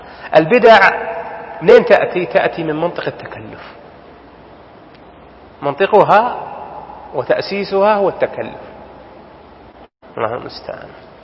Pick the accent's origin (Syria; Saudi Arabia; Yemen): Saudi Arabia; وله ديننا حنا يا سعوديين